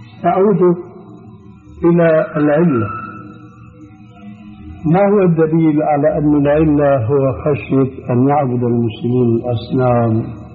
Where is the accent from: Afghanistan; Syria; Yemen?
Syria; وكما يقولون عندنا في الشام حطينا رجلينا مي بارد